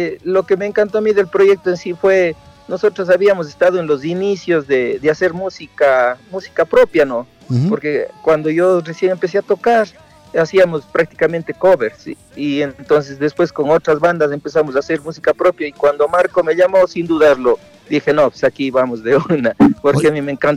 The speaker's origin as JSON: {"language": "Spanish", "town": "Biblián", "region": "Cañar", "country": "Ecuador", "said": "Sí, todos somos de Biblia"}